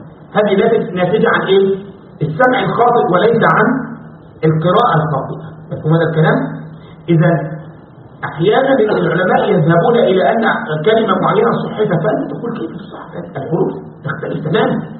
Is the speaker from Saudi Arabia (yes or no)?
no; Egypt; عندنا في مصر يقول لك يا بخت منظره خفيف